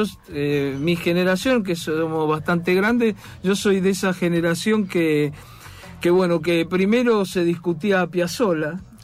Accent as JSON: {"language": "Spanish", "region": "Buenos Aires", "country": "Argentina", "said": "yo soy de Boedo."}